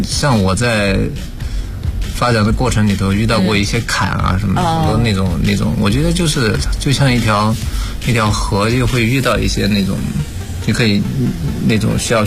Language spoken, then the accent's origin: Chinese; Sichuan, China; 我四川人嘛